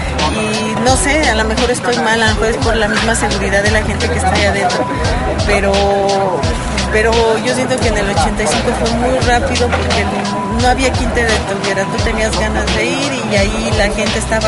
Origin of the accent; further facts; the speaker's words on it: Azcapotzalco, Mexico City, Mexico; yo soy de aquí del distrito, de Azcapotzalco. El 85 yo lo viví, estaba muy joven, yo creo que tendría unos 15 años.